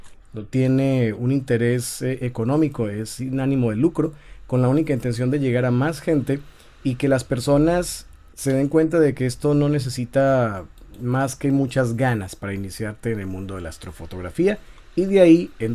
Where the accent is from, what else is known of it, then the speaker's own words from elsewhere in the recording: Colombia; also born or lived in Tijuana, Mexico; yo soy colombiano y vengo a Tijuana en ese año, en 2015. Luego me regreso en 2016, después de vivir aquí un poquito más de un año, y me regreso para Colombia. Y bueno, estoy yendo y viniendo, 6 meses acá, 6 meses allá y así.